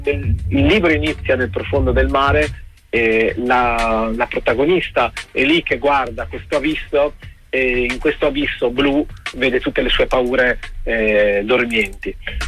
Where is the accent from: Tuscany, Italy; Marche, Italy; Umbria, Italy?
Marche, Italy; Pesaro; Sono di Pesaro e il nostro mare ha quella... è veramente strano, perché è profondo